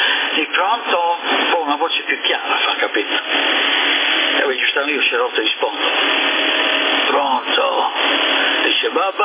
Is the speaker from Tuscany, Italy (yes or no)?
no; Sardinia, Italy; accent: Sardinian; Quando registro la mia voce mi rendo conto di come ho l'accento sardo